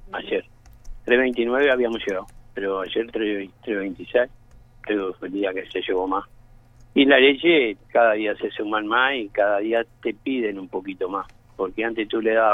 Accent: San Carlos, Maldonado, Uruguay; sí soy nacido y criado en San Carlos. Soy de la ciudad esta.

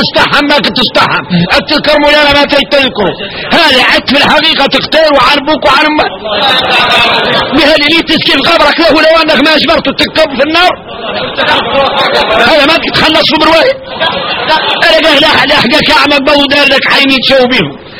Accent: Mauritania; احنا احنا موريتاني كاملين

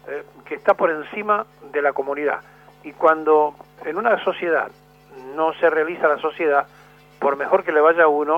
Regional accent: Argentina; los primeros que no nos queremos ayudar somos los argentinos

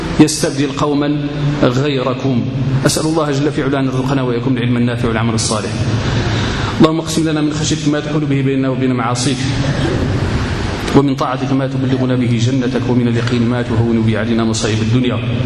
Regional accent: Morocco; احنا عندنا في المغرب نيت الآن اللغة فين في المخرى دابا الآن عندنا احنا اللي تنقولوا احنا

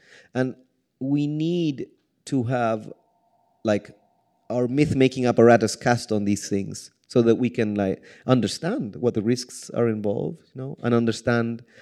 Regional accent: Chile; I mean, I'm from Chile

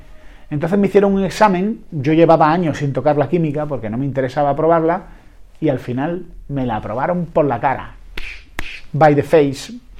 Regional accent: Andalusia, Spain; Sí, soy andaluz, siempre pienso que me van a atracar

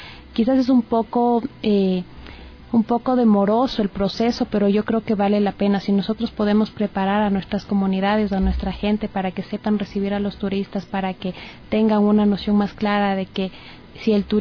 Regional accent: Ecuador; nosotros como ecuatorianos debemos estar muy involucrados con todos los recursos naturales que poseemos dentro del país

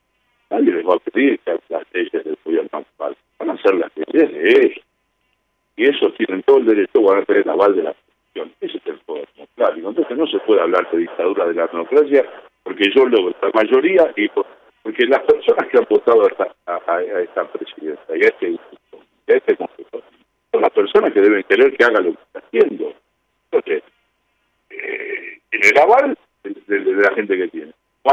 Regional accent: Buenos Aires, Argentina; Yo soy un porteño, recontra porteño.

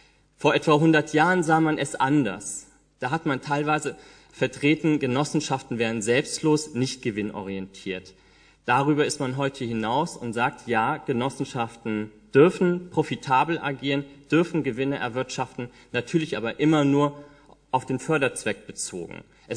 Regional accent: Marburg, Hesse, Germany; Ich komme aus Marburg und bin von zu Hause aus Jurist.

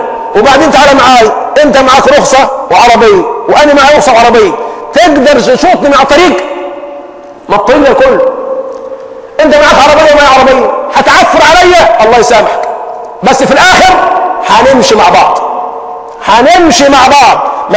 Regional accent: Egypt; اللهم حول حالنا كمصريين الى احسن حال

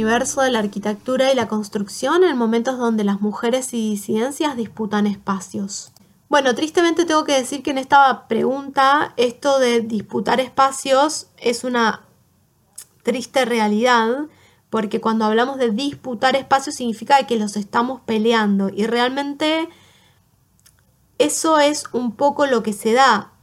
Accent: Mendoza, Argentina; now in Buenos Aires, Argentina; Yo soy oriunda de Mendoza y terminé estudiando arquitectura en la UBA. Aquí en Buenos Aires

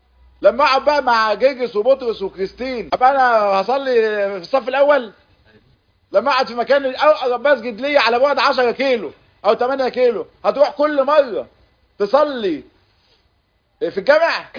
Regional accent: Gaza Strip, Palestine; احنا محاصرين بقالنا سنين بس احنا عمرنا ما فيش اصلا حاجه اسمها يهود في غزه.

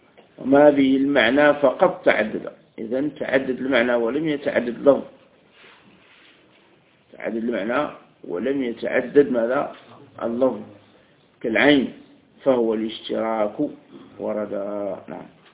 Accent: Algeria; وكان حتى عندنا في الجزائر أيضا،

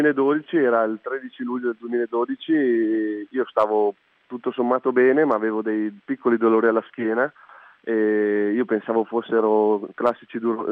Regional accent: Trescore Balneario, Lombardy, Italy; born there; la mia famiglia è ancora ben radicata nel paese dove sono nato, quindi a Trescore Balneario. Siamo una famiglia molto, molto numerosa, siamo 5 figli

